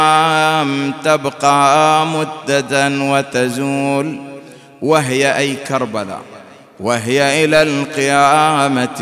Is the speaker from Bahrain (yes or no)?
yes; Bahrain; حينما كان من المعروف والمشهور عندنا في البحرين